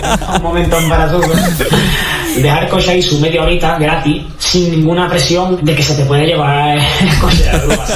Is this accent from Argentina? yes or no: no; Cádiz, Andalusia, Spain; now in Barcelona, Spain; gaditano trabajando en Barcelona